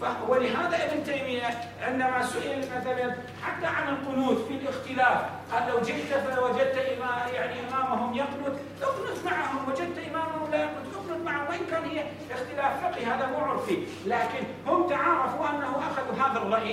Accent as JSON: {"language": "Arabic", "town": "Mosul", "region": "Nineveh", "country": "Iraq", "said": "حتى نحن الآن عندنا في الموصل"}